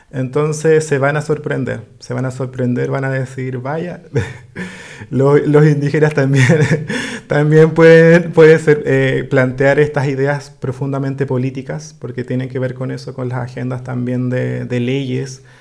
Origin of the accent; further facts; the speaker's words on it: Lago Ranco, Los Ríos, Chile; Yo soy de Lago Ranco, soy ajá. del Lofche Iliwe, un Lofche que desafortunadamente... no existe hoy en día como Lofche